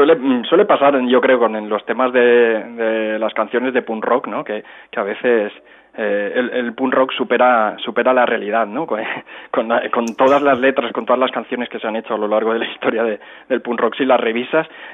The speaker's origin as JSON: {"language": "Spanish", "town": "Cerdanyola del Vallès", "region": "Catalonia", "country": "Spain", "tie": "born or raised there", "said": "mi pueblo natal, que es Sardañola del Vallés"}